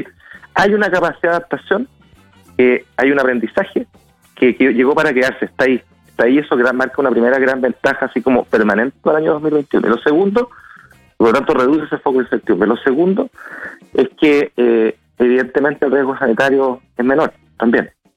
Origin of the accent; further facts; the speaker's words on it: Chile; Hablo como ciudadano, hablo como autoridades, hablo como chileno.